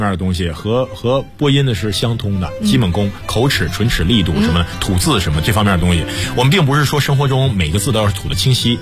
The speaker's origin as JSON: {"language": "Chinese", "region": "Northeast China", "country": "China", "accent": "Northeastern", "said": "我是个东北人，我怕不练的话很容易，就是因为我平时说话的时候，不知道你能不能注意到说话有东北味儿什么的，是在控制，要控制。"}